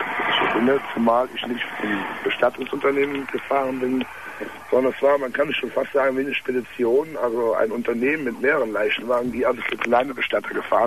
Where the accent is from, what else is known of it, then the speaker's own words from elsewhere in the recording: Cologne, North Rhine-Westphalia, Germany; Also ich komme aus Köln, kann mir ruhig sagen.